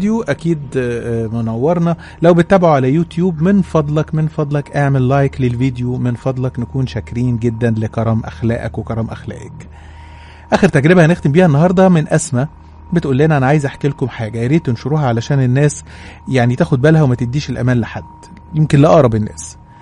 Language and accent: Arabic; Cairo, Cairo Governorate, Egypt; وقتها كنت بدرس في اسكندريه وانا من اهل القاهره، كنت قاعده في سكن الطلبه